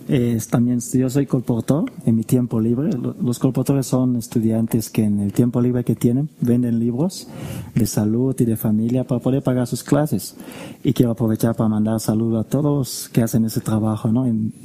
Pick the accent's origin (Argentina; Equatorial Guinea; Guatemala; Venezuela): Equatorial Guinea; also born or lived in Spain; Yo soy de Guinea Ecuatorial. Es un país muy chiquitito que se encuentra en el centro de África. Y vengo de España, pero soy de ese lugar.